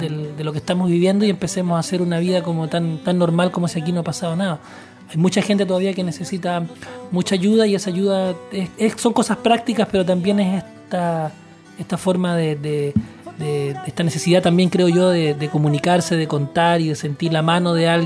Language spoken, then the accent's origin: Spanish; Chile; lo que ha significado este fenómeno para nosotros como chilenos